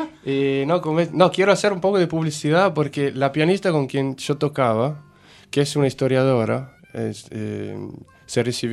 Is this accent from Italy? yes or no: yes; Italy; que ver el tango con Italia, que descubrimos que hay varios compositores o letristas que vienen de mi tierra.